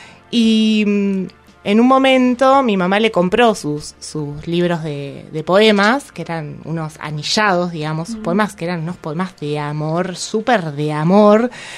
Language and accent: Spanish; General Roca, Río Negro, Argentina; yo soy de Fisquemenuco